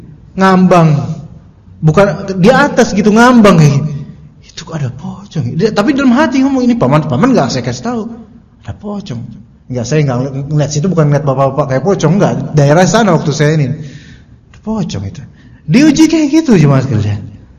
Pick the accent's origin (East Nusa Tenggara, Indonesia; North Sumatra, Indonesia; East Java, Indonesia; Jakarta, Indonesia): Jakarta, Indonesia; Ya mohon maaf nih ya, kita orang Betawi juga gitu.